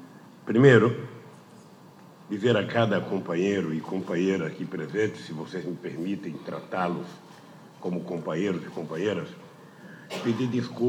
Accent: Pernambuco, Brazil; eu trazia na minha vida a experiência de um retirante nordestino, sou de Pernambuco, sabe, que passou fome.

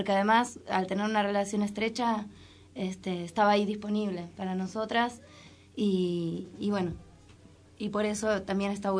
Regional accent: Moreno, Buenos Aires Province, Argentina; yo que soy de acá, de Moreno.

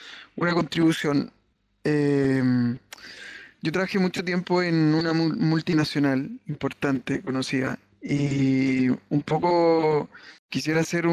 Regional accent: Viña del Mar, Valparaíso, Chile

